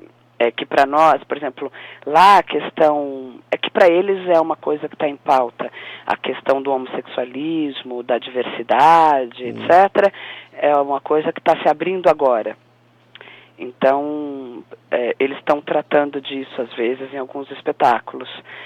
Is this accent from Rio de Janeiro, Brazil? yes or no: no; Ribeirão Preto, São Paulo, Brazil; also born or lived in Brasília; Na verdade, eu sou paulistana, mas vivi muitos anos em Brasília, porque meu pai era funcionário público. E depois eu fui para Ribeirão Preto e me sinto de Ribeirão Preto, assim, tá. Do interior. Até porque a família é toda de lá.